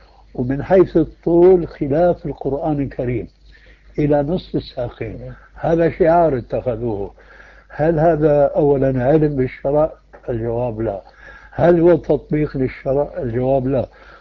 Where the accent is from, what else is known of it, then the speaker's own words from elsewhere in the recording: Damascus, Damascus Governorate, Syria; الفتيات التي يسمين عندنا في دمشق